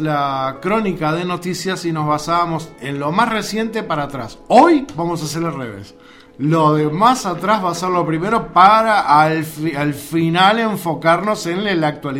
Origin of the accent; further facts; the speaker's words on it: Uruguay; uno esté donde esté, ya el solo presentarse como uruguayo se le hace muy fácil todo